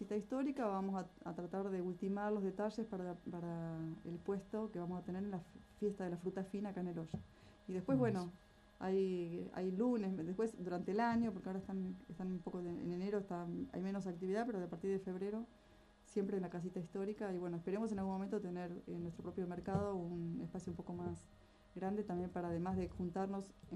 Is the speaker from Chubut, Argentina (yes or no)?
yes; Golondrinas, Chubut, Argentina; Yo soy de Golondrinas, ella es de Bariloche.